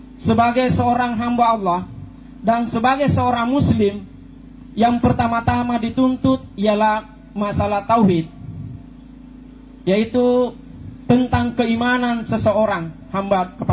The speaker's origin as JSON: {"language": "Indonesian", "town": "Wani", "region": "Central Sulawesi", "country": "Indonesia", "said": "Saya kebetulan dari Wani, Pak."}